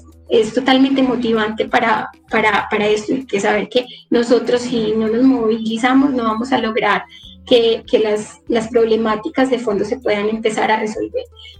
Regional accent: Antioquia, Colombia; en Caucasia, que es uno de los municipios de la región de la que, de donde yo vengo, del Bajo Cauca

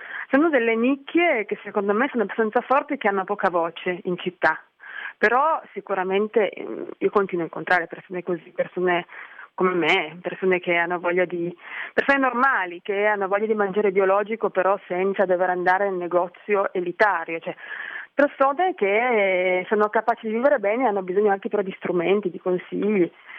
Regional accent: Turin, Piedmont, Italy; now in Milan, Italy; Io non sono di Milano, sono di Torino, vivo a Milano da qualche anno e sto ancora imparando a vivere bene a Milano

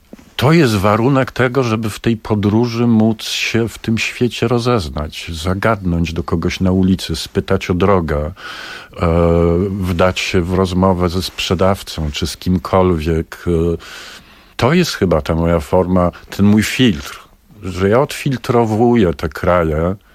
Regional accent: Warsaw, Masovian Voivodeship, Poland; bo my jesteśmy z pogranicza rzeczywistości, jakim jest i był Grochów. My jesteśmy z Grochowa.

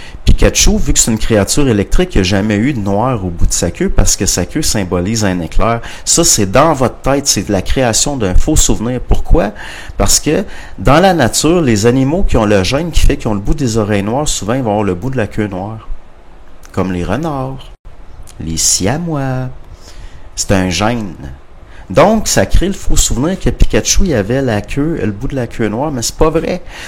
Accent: Canada; Parce qu'on est des Canadiens français. On est des Canadiens français. Puis au Canada français, quand on connaît pas personnellement quelqu'un, on le vouvoie.

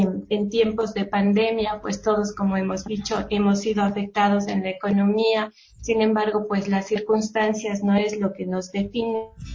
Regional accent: Ecuador; las cosas buenas que nos identifican como país, como ecuatorianos, son más.

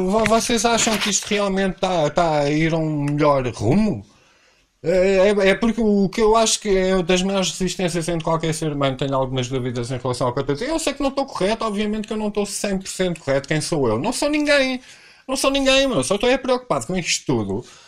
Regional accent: Portugal; como eu nasci em Portugal e sou português, como português em Portugal, sou a pessoa que menos direito tem.

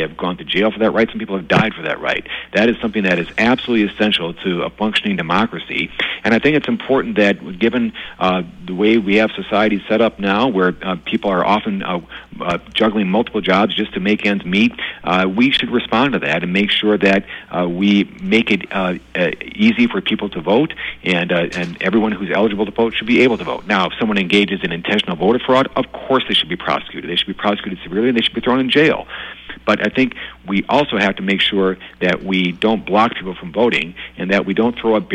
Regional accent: Waukesha, Wisconsin, United States; I was born and raised in Waukesha with a Democratic mom and a Republican dad, and I grew up in an area where it was definitely 50-50, probably leaning Republican.

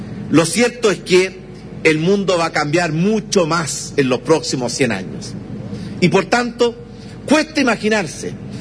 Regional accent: Chile; y tenemos también como chilenos prepararnos para que esa transición

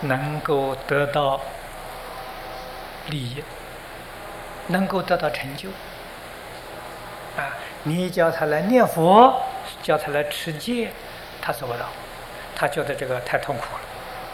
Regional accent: China; 我们中国人有十分恭敬心

